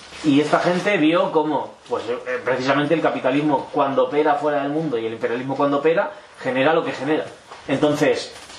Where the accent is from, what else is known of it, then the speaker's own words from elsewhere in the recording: Tulkarm, West Bank, Palestine; En mi pueblo, que es Tulkarem, antes nunca no había mucha lucha armada